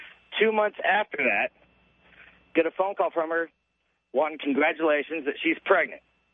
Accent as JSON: {"language": "English", "town": "Dallas", "region": "Texas", "country": "United States", "said": "I'm from Dallas."}